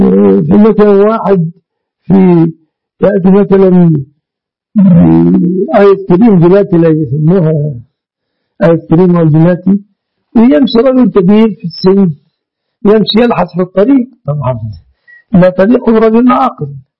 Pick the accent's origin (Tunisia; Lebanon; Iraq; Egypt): Egypt; يسمونها عندنا في مصر سلفتها، سلفتها. هذا يعني الاصطلاح في مصر